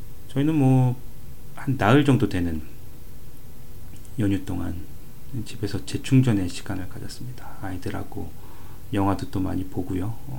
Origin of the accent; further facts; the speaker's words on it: South Korea; now in Canada; 아무래도 한국 사람으로서 또 이제 추석이 갖는 그 특별한 의미가 있으니까요.